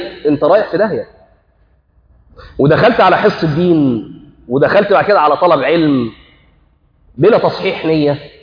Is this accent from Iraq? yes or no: no; Egypt; حتى عندنا في مصر يقول لك وانا غلطت في